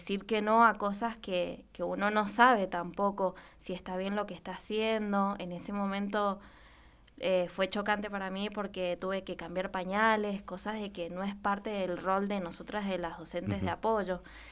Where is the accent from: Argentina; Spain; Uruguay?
Uruguay; Colonia; Soy de Colonia, Corralito.